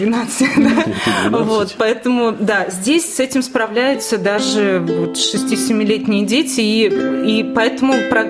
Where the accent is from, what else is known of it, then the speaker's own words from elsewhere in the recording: Privolzhsk, Ivanovo Oblast, Russia; born there; я родилась в Приволжске, и других как бы особых форм развития, так скажем, не было